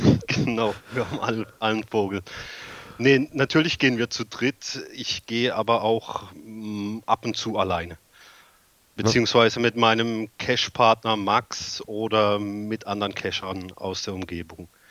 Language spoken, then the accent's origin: German; Baden-Württemberg, Germany; Das ist ein Gebiet zwischen Freiburg und Offenburg, also Südwesten